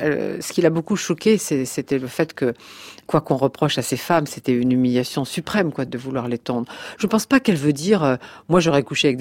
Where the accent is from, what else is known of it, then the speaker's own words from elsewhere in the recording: Nouvelle-Aquitaine, France; born there; moi aussi, je suis née dans le Poitou